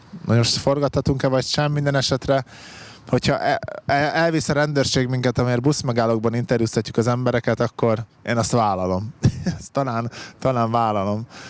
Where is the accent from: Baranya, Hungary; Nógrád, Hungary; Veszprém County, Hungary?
Veszprém County, Hungary; Veszprémi lakos voltam. Még azokban az Y-házakban laktunk, azokban a panelekben. A közhiedelemmel ellentétben nem belpesti vagyok, hanem itt a Tapolca és Veszprém környékéről származom, úgyhogy szinte otthon vagyok most.